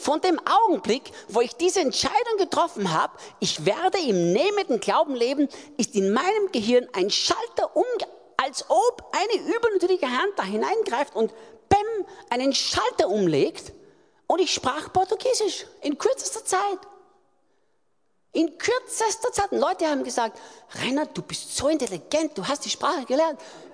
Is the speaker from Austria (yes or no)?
yes; Austria; Und plötzlich, sagt man das in Deutsch auch so, bei uns in Österreich sagt man es